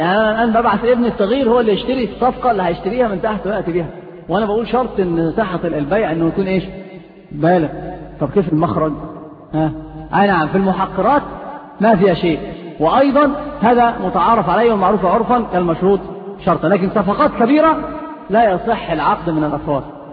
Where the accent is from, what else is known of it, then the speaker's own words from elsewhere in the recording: Egypt; في الصعيد عندنا في مصر كثير هذه الأمور